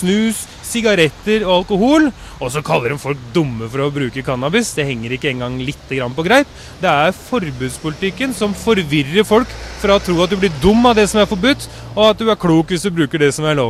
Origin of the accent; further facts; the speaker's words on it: Oslo, Norway; Jeg husker når jeg vokste opp på Østkanten